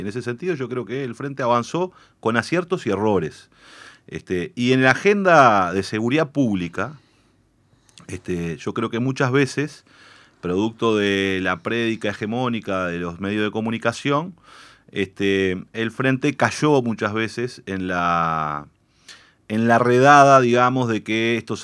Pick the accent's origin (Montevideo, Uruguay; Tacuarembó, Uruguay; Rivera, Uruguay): Montevideo, Uruguay; yo me crié en la Gruta de Lourdes. Mi madre sigue viviendo ahí, mis hermanos viven ahí. Y ahí, que es en los barrios, un barrio muy pobre de Montevideo